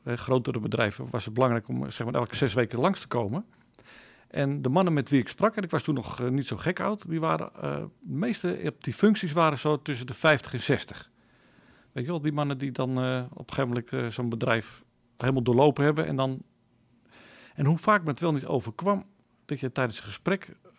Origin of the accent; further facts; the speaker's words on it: Loenen aan de Vecht, Utrecht, Netherlands; Ik kom uit Loenen aan de Vecht. Daar woon ik nu al een hele tijd. En daar ging ik ook naar de kerk.